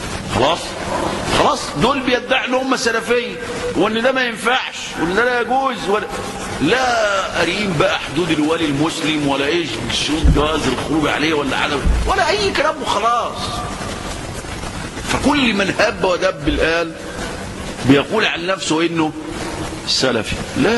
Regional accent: Egypt; طيب احنا عندنا في مصر بنزكي وناخد ونعمل

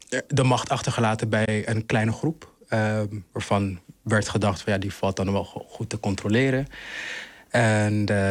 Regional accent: Rwanda; Dutch is a second language; now in Netherlands; Ja, ik kom dus uit Rwanda, geboren en getogen. Ben een hele trotse Rwandees.

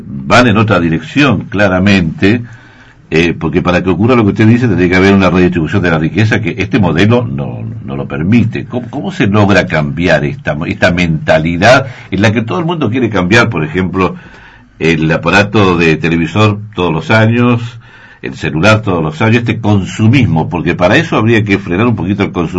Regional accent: Chile; Yo soy chileno y lo conozco el tema.

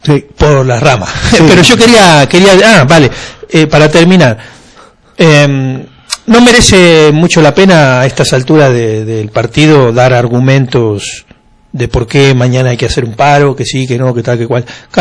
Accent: Argentina; now in Catalonia, Spain; Yo soy argentino, hace 20 años que vivo en Cataluña, 21 para ser precisos.

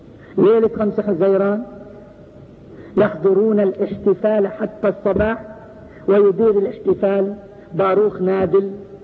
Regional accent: Palestine; قريتنا قرية ذهب لها 38,000 درهم في تصحيح الحدود، قرية واحدة من مرج بن عامر ضاعت فلسطين

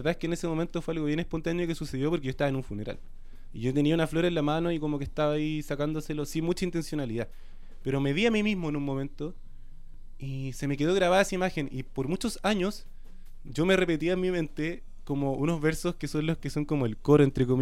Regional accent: Valparaíso, Chile; born there; terminamos viviendo juntos en la calle donde nací, en Valparaíso.

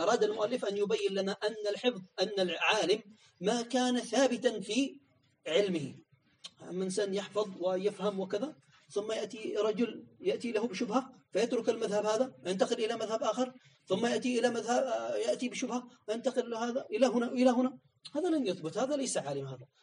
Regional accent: Yemen; عندنا في اليمن يقال هكذا

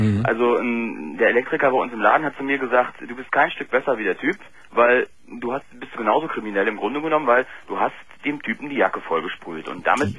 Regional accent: Berlin, Germany; born there; Ja, es ist griechisch, aber ich bin kein Grieche, also ich bin in Berlin geboren.

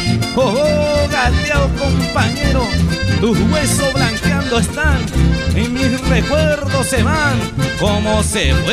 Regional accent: Tres Lagunas, Argentina; ¡Esa! Ahí está mi pueblo, Tres Lagunas, che. Con todo el cariño.

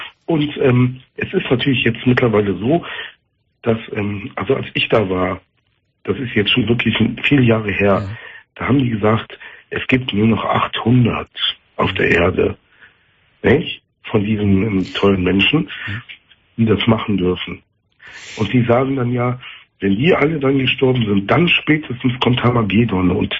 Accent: North Rhine-Westphalia, Germany; ich komme aus dem Kölner Raum

